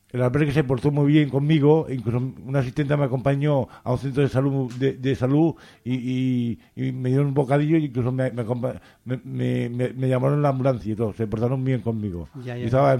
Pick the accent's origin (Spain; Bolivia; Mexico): Spain; Cartagena, Region of Murcia; En Cartagena, Murcia. Es una ciudad costera muy bonita y con mucha historia. Sí. Y muy noble.